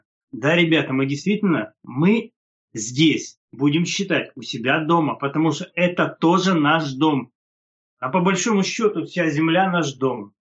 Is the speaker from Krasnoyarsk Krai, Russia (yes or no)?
yes; Krasnoyarsk, Krasnoyarsk Krai, Russia; now in United States; Первый свой приезд, когда мы впервые прилетели в Америку, это после тяжелого перелета, казалось бы, мы из Красноярска.